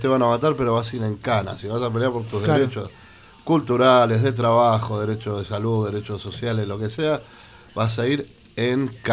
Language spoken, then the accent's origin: Spanish; Avellaneda, Buenos Aires Province, Argentina; Soy de Avellaneda, soy de Avellaneda